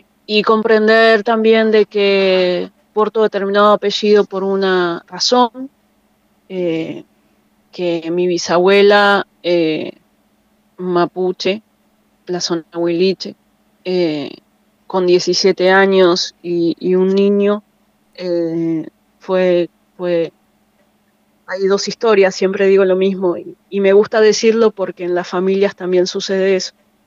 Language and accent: Spanish; Mar del Plata, Buenos Aires Province, Argentina; born there; Yo soy lafkenche, nací en Mar del Plata